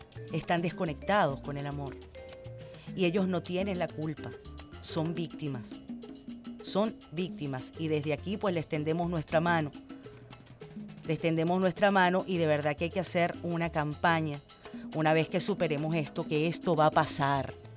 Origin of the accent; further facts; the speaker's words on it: Venezuela; somos hermanos, somos venezolanos